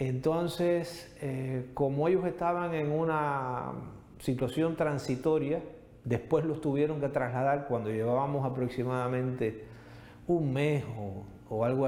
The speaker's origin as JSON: {"language": "Spanish", "country": "Cuba", "said": "el primer acto de compromiso que yo tuve como ciudadano de Cuba"}